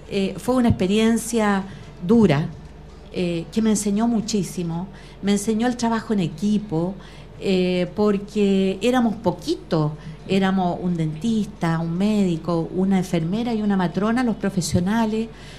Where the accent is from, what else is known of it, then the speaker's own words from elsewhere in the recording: Osorno, Los Lagos, Chile; born there; now in Puente Alto, Chile; yo soy nací en el sur, en Osorno, en 1953. En realidad, soy de una familia que viene de más al sur aún. Mi padre era chilote, pero somos como los chilotes y sureños migrantes